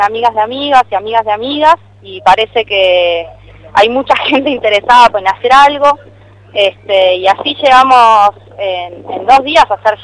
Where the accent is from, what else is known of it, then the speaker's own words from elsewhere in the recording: Argentina; Nos ha costado mucho como argentinos conseguir los derechos